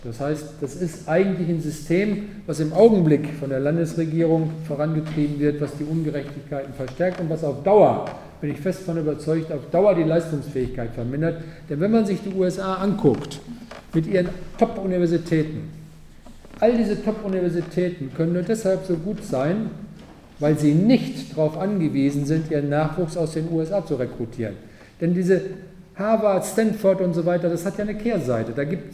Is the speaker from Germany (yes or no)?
yes; Paderborn, North Rhine-Westphalia, Germany; Also ich komme aus Paderborn